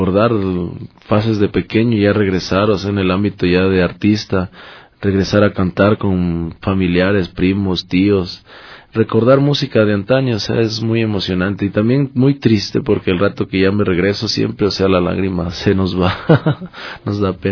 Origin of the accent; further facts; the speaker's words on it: Quito, Pichincha, Ecuador; No, yo soy de Quito, Quito, aquí nací yo